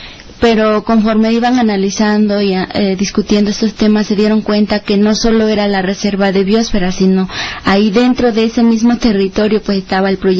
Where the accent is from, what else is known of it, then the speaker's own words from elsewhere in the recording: Guerrero, Mexico; venimos pues de Guerrero, una comisión del Consejo Indígena y Popular de Guerrero.